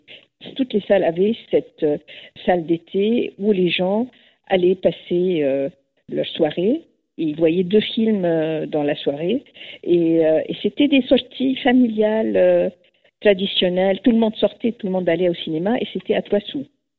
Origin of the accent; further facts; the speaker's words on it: Egypt; que j'ai eu la chance de connaître pendant mon enfance en Égypte